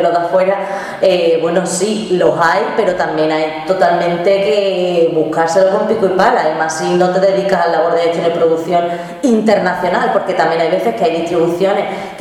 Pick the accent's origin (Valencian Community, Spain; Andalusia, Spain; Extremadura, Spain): Andalusia, Spain; si nosotros como artistas andaluces estamos creando